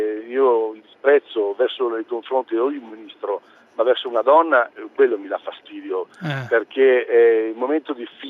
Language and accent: Italian; Calabria, Italy; 3 siamo di origine meridionale, sono calabrese